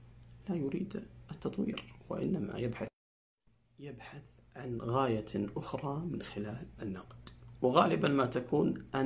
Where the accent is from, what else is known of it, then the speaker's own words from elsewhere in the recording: Saudi Arabia; ونحن كسعوديين عرب مسلمين